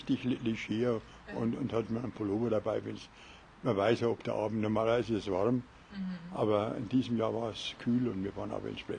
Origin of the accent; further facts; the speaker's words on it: Munich, Bavaria, Germany; Also wir waren als Münchner schon echte Exoten.